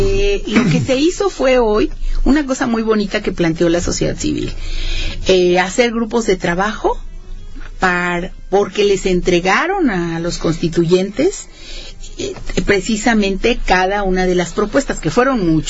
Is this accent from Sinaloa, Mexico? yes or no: no; San Luis Potosí, Mexico; moved away; como yo vine de San Luis Potosí